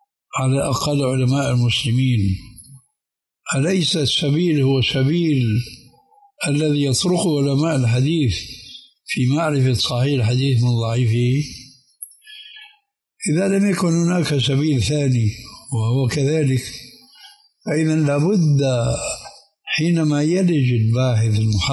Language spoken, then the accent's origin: Arabic; Syria; عندنا في سوريا